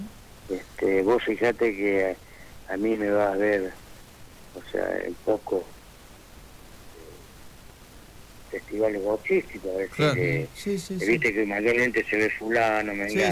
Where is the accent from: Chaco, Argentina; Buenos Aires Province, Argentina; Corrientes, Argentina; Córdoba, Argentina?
Córdoba, Argentina; Villa María; El municipio de Villa María me hizo un hermoso homenaje.